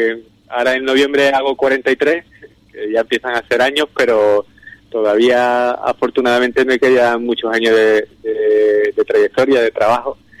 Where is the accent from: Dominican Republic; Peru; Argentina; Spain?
Spain; Ubrique, Andalusia; moved away as an adult; also born or lived in Seville; yo salí de Ubrique en el 2000, Fui para Sevilla